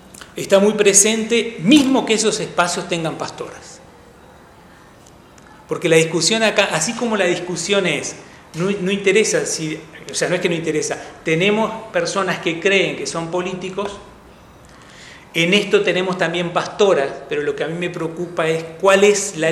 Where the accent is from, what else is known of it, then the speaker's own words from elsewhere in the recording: Uruguay; somos la Suiza de América, creemos que nada nos va a tocar